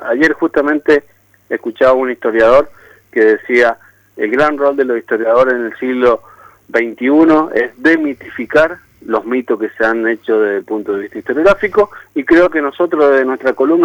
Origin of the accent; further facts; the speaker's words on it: Mendoza, Argentina; para proyectarnos como nación, para proyectarnos como mendocinos y demás